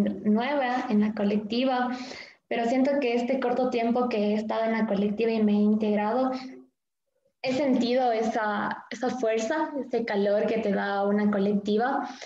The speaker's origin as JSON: {"language": "Spanish", "town": "Cuenca", "region": "Azuay", "country": "Ecuador", "said": "yo vengo de Cuenca"}